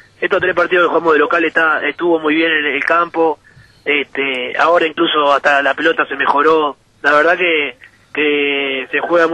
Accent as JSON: {"language": "Spanish", "country": "Uruguay", "said": "somos todos uruguayos, somos todos hinchas de la selección"}